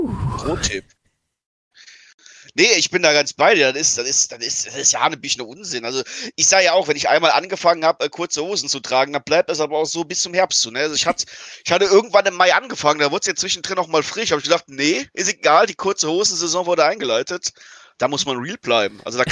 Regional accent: Eifel, Germany; now in Mainz, Germany; Ich komme ursprünglich aus der Eifel

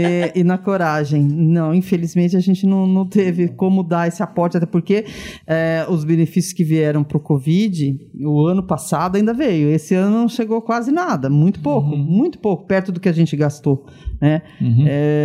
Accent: Arapongas, Paraná, Brazil; Eu sou araponguense.

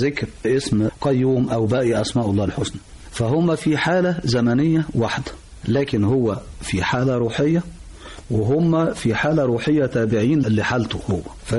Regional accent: Egypt; لحد ما يجي عندنا في مصر ويبتدي التفاعل ده يحصل

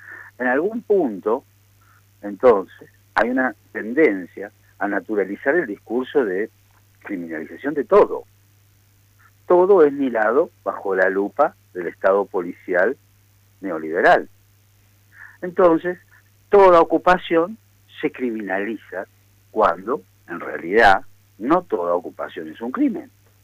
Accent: Mendoza, Argentina; ya que somos mendocinos

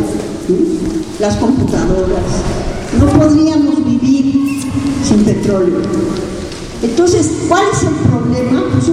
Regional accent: Mexico City, Mexico; now in Atotonilco, Mexico; Los que vinimos de México, Distrito Federal, a San Miguel Allende y aquí a Totonilco, vimos la modernización salvaje de Querétaro.

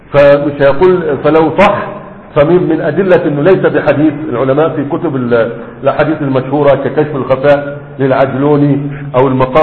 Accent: Egypt; دي مشروع عندنا في مصر أكثر من هذا

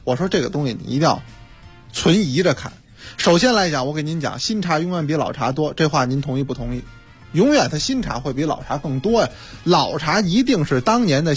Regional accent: Beijing, China; 你看我们北京人，咱们以前都喝的是花茶

